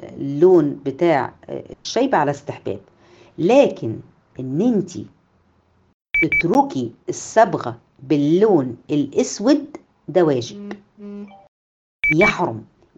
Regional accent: Egypt; ولكن هنا عندنا في مصر

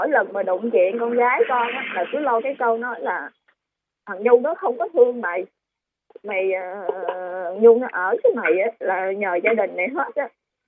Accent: Northern Vietnam, Vietnam; Dạ con quê người Bắc cô.

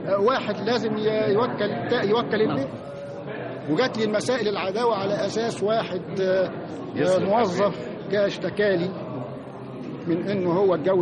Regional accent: Egypt; يعني جه في وقت من الاوقات عندنا في مصر

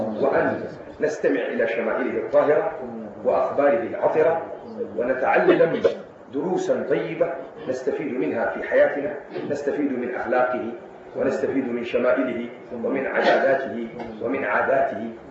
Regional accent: Hejaz, Saudi Arabia; بل إن السنة كلها عندنا في الحجاز بفضل الله مولد

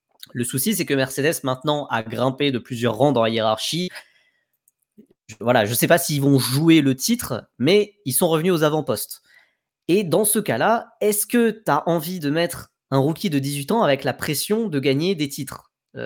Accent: France; ce qui m'embête un peu en tant que Français

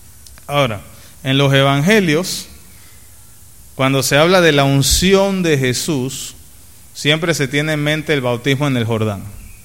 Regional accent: Panama; now in Venezuela; Yo me acuerdo en Panamá, creciendo en Panamá, que teníamos laboratorio

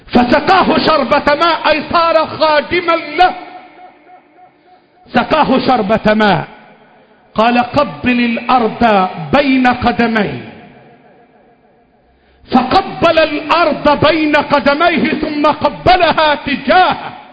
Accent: Egypt; اللهم احفظ بلدنا مصر، اللهم احفظ بلدنا مصر

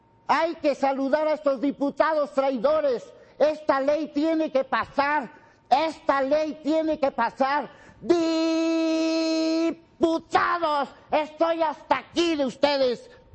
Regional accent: Mexico; Como ciudadano, como mexicano

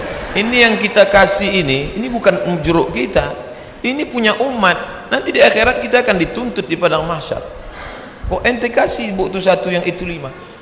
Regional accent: Riau, Indonesia; Asal dari mana? Riau.

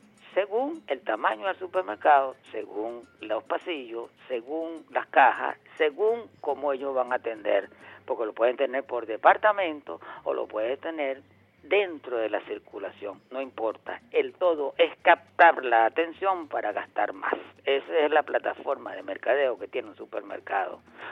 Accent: Venezuela; lo que creo yo, como venezolano

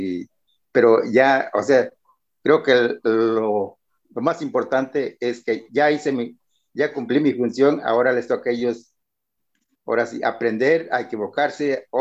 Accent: Guerrero, Mexico; Yo soy del estado de Guerrero.

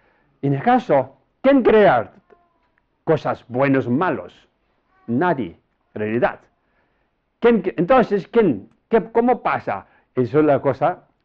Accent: Tibet, China; Spanish is a second language; now in Spain; Pero yo soy de Oriente, ¿sabes? De lejos de aquí, Tíbet, techo del mundo, Tíbet.

